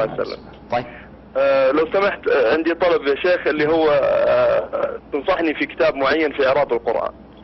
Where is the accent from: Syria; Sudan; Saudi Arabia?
Saudi Arabia; Abha, Asir; أنا يا شيخ من أبها